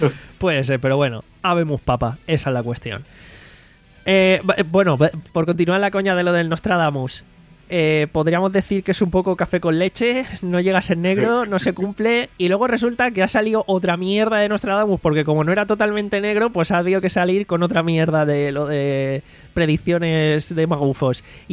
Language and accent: Spanish; Málaga, Andalusia, Spain; me interesa la info porque encima soy de Málaga y me veo en la duda